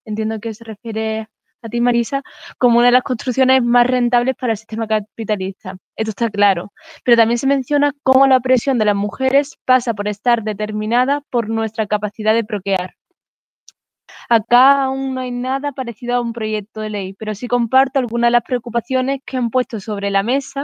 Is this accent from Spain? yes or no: no; Costa Rica; soy de Costa Rica y últimamente he visto muchos debates de España